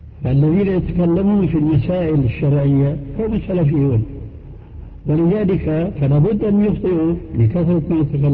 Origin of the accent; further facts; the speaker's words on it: Syria; وهنا يقولون عندنا في سوريا شو هالشد